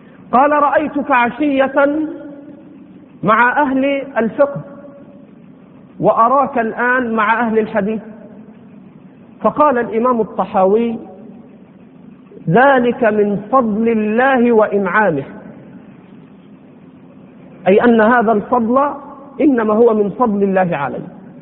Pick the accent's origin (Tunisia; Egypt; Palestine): Egypt; يعني على لهجتنا هنا في مصر عمرك ما إيه؟